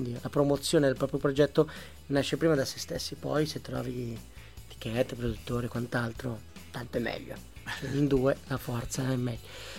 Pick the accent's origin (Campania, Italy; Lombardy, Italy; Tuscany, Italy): Lombardy, Italy; Milan; ed ero a Dublino e io vengo da Milano